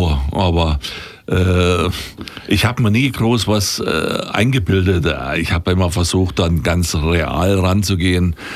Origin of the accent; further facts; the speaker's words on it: Thuringia, Germany; accent: Franconian; dass das fränkisches Gebiet ist und deswegen mein Dialekt so ist und dass diese Südthüringer Enklave da ist, so dieser Zipfel da.